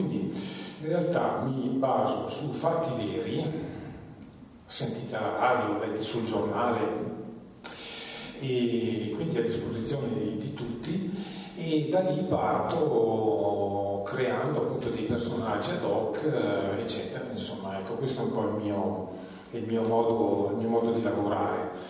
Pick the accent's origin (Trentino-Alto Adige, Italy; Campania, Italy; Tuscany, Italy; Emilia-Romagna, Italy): Trentino-Alto Adige, Italy; vengo dalla Valle di Fiemme, quindi abito vicino, abito in montagna, sono nato lì e amo vivere lì.